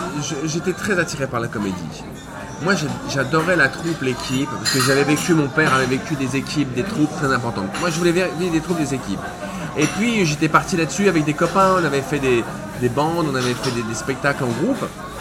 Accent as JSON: {"language": "French", "town": "Paris", "region": "Île-de-France", "country": "France", "tie": "born there", "said": "Je suis né à Paris. Ma mère est mon père est parisien et ma mère est marseillaise. Ce qui fait que je naviguais beaucoup entre les deux."}